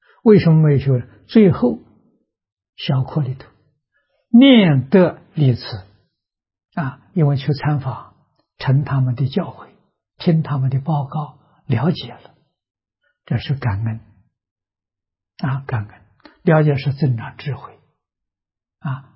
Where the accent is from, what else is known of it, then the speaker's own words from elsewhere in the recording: China; 先入为主啊，他第一个修这个法门。